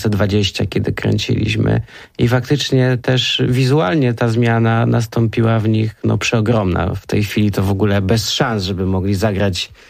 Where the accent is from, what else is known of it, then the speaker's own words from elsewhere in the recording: Kraków, Lesser Poland, Poland; Tak, pochodzimy z Krakowa.